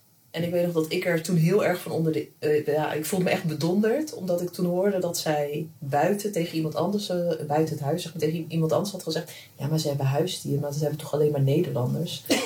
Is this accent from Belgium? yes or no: no; Morocco; ik ben ook Marokkaans, ik ben dit en dat.